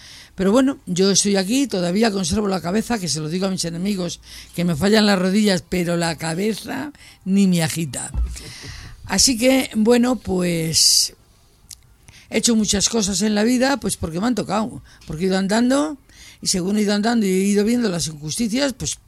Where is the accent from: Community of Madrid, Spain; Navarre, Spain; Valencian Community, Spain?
Community of Madrid, Spain; Madrid; me crié en Madrid. Tengo el primer desahucio con 11 años, que nos tiran la casa para hacer la avenida de San Francisco el Grande, más grande. Y nos llevan a San Cristóbal de Los Ángeles, que era un descampado con 4 bloques.